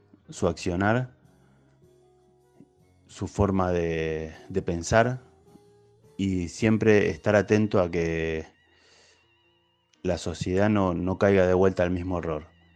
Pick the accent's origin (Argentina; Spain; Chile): Argentina; Pero siendo futbolero y argentino, te puedo decir que me da un poco de vergüenza